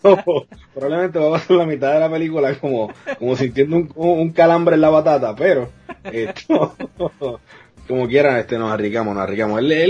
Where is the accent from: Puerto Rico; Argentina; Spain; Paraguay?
Puerto Rico; Como puertorriqueño, viéndolo tantos años